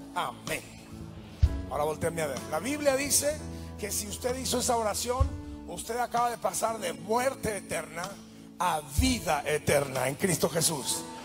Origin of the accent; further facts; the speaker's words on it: northern Mexico, Mexico; Perdonen la confianza, pero soy del norte de México, somos confianzudos.